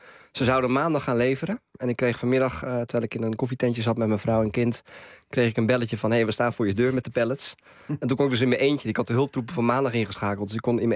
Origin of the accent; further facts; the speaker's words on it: Amsterdam, North Holland, Netherlands; Ik ben Amsterdammer.